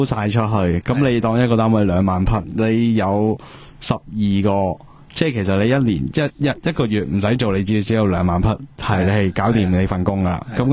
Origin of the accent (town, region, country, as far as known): Hong Kong